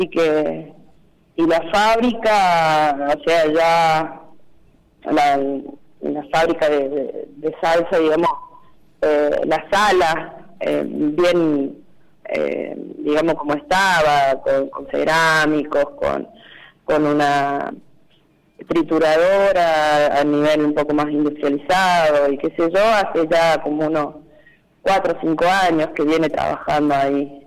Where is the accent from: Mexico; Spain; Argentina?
Argentina; Cruz del Eje, Córdoba; de Cruz del Eje.